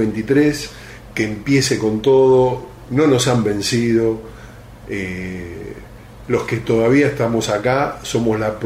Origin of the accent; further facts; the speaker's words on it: Argentina; que ya tienen la semilla de que somos argentinos